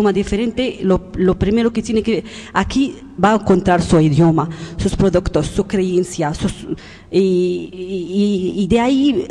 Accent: Morocco; Spanish is a second language; now in Spain; Hola, buenas. … de Marruecos. Yo estoy una usuaria de Arguindegui en el clase del PEF, Proyecto de Educación Familiar.

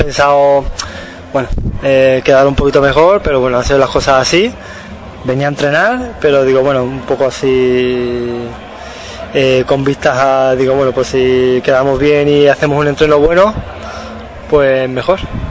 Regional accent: Seville, Andalusia, Spain; soy de Sevilla, pero vengo a entrenar aquí, ¿eh?

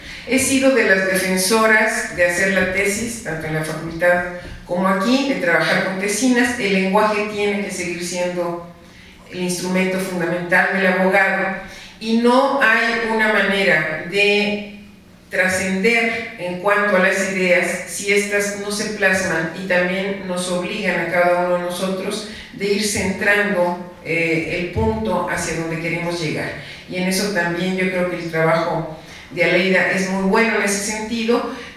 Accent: Chiapas, Mexico; Déjenme decirles que yo soy chiapaneca

